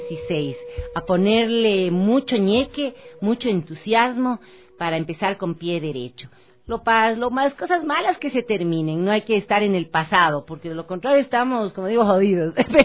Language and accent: Spanish; Ecuador; las tradiciones que tenemos como ecuatorianos dentro del fin de año